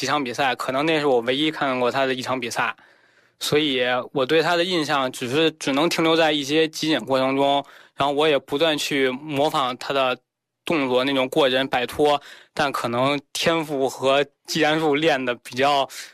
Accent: Beijing, China; 作为一名北京孩子，当然喜欢的球队还是北京国安

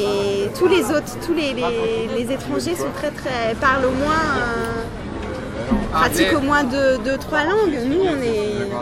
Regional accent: Strasbourg, Grand Est, France; first language German; French is a second language; l'allemand, c'était ma première langue. Étant de Strasbourg, si tu veux, on a une culture aussi germanophone.

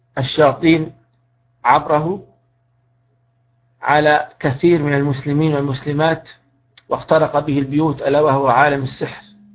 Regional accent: Libya; الرصيدة هذه تعتبر يعني باللغة العامية الدارجة موجودة عندنا في ليبيا

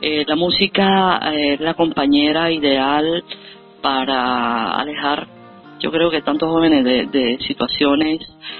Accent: Rome, Lazio, Italy; also born or lived in Venezuela; Yo me crié en Italia, en Roma, mi papá se casó con una italiana, y nosotros, los cuatro hijos de maestros, vivimos en Italia, nos criamos allí

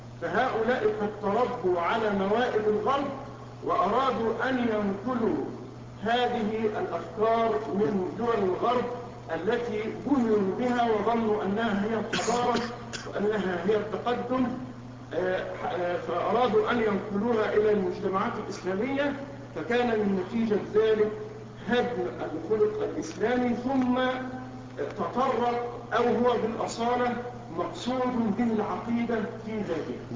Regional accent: Egypt; عندنا في مصر عانينا من هذه المسألة

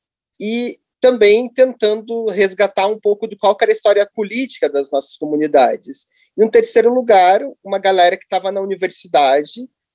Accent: Curitiba, Paraná, Brazil; moved away as an adult; now in São Paulo, Brazil; Sou curitibano. Estou radicado em São Paulo já há uns 6, 5 anos

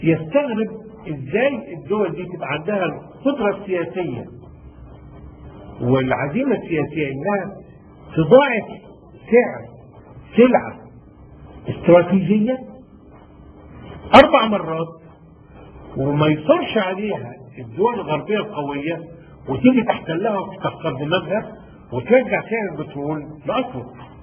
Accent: Sharqia Governorate, Egypt; انا من الشرقيه

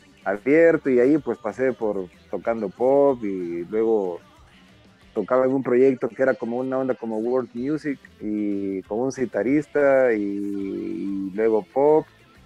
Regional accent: El Salvador; yo soy de El Salvador, entonces pues allá armé una banda con unos amigos

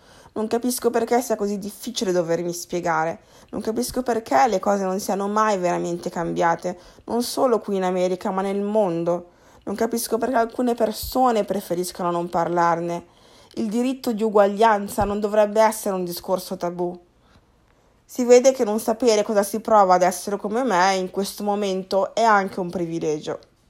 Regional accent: Milan, Lombardy, Italy; now in New York, United States; Sono nata e cresciuta a Milano, città alla quale devo davvero molto. Vivo più o meno da 5 anni a New York.

